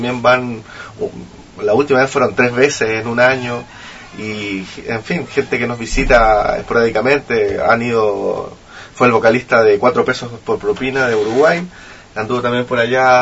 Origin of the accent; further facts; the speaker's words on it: Valparaíso, Chile; De Valparaíso, a la costa de Mendoza.